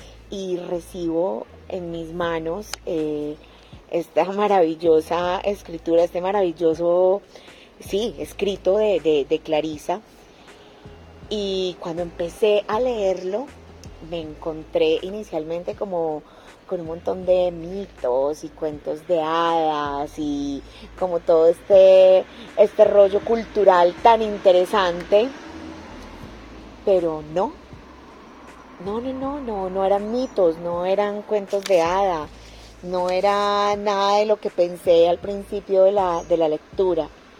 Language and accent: Spanish; Medellín, Antioquia, Colombia; also born or lived in Equatorial Guinea; soy de Medellín, Colombia